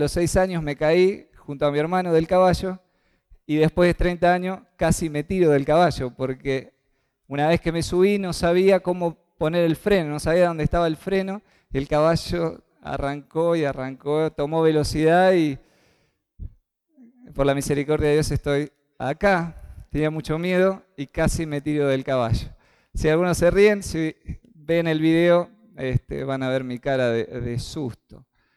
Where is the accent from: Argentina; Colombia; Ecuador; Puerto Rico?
Argentina; Basail, Chaco; moved away; pude ir hasta el Chaco, la pasamos muy bien, pude ir a mi pueblo, no sé si alguna vez han escuchado el pueblo de Basail